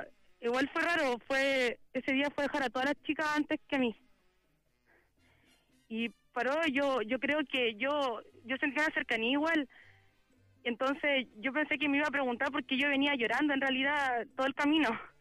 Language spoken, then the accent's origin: Spanish; Maipú, Santiago Metropolitan Region, Chile; Yo soy de Maipú.